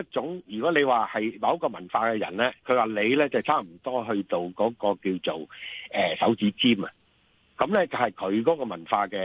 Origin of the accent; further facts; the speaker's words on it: Guangdong, China; 譬如我哋廣東人成日都話講嘢好大聲噶嘛